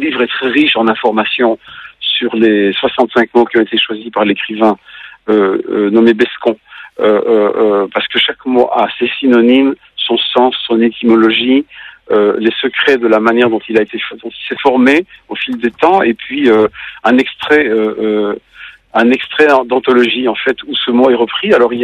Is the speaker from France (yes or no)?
no; Belgium; moi en tant que Belge, je ne peux pas en empêcher.